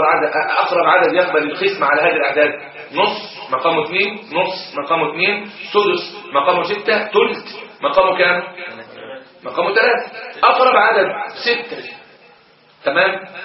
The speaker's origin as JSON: {"language": "Arabic", "country": "Egypt", "said": "القضاء الشرعي عندنا في مصر يقضي في الاسر بان الجد شريك للاخوه وليس حاجبا لهم"}